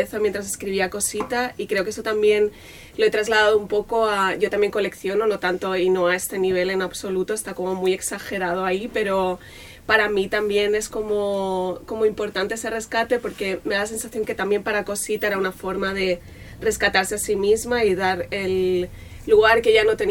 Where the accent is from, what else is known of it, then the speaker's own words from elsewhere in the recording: L'Hospitalet de Llobregat, Catalonia, Spain; cuando era pequeña yo vivía en Hospitalet, que es una ciudad que está a 20 minutos del centro de Barcelona